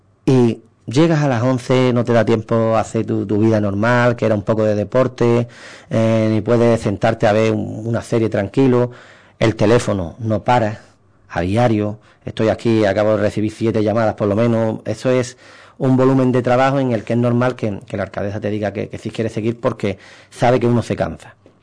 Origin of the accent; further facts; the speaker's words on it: Ubrique, Andalusia, Spain; te llevas la alegría de ayudar a mi pueblo. Intentar, en este caso, sacar todas las actividades culturales que pueda, ir a Diputación a pedir el mayor número de dinero que pueda para que Ubrique se beneficie